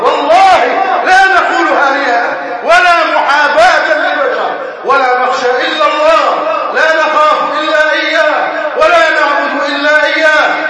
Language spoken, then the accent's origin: Arabic; Egypt; أن يحفظ بلدنا مصر وأن يجعلها أمنا أمانا